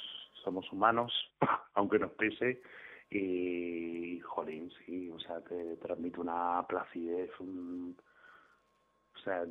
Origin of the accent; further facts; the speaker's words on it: Region of Murcia, Spain; Yo sé que soy de Murcia, pero...